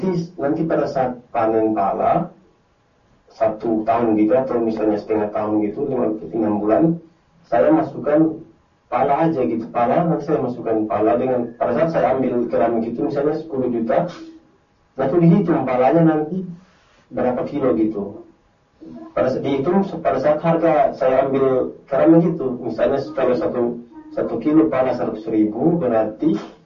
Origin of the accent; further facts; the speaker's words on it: Banda, Maluku, Indonesia; Di kampung kami, Ustaz, di Banda, itu pedagang pala.